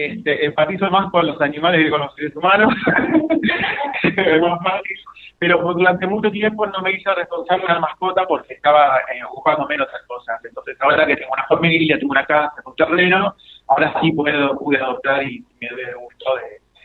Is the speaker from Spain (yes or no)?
no; La Plata, Buenos Aires Province, Argentina; born there; Nací en la ciudad de La Plata, en el año 82, un montón, tengo 40, pero pasé mis veranos y muchos fines de semana en San Clemente, en la costa.